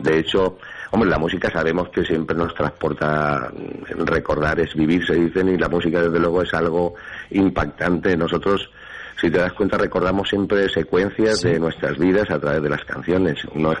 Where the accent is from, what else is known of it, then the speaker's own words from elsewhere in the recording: Valencian Community, Spain; hay que cumplir como buen valenciano